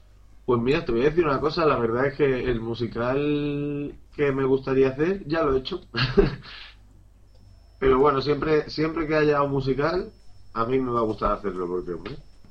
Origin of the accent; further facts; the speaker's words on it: Huelva, Andalusia, Spain; now in Madrid, Spain; Yo ahora vivo en Madrid, pero soy de Huelva. ¿Sabéis dónde está Huelva? Está en Andalucía.